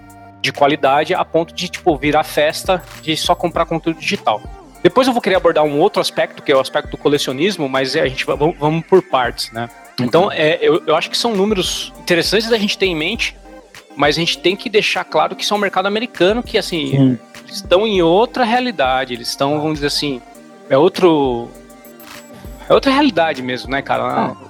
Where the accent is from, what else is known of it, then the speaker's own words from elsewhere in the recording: Brazil; no meu caso, devo falar que talvez, infelizmente, eu sou brasileiro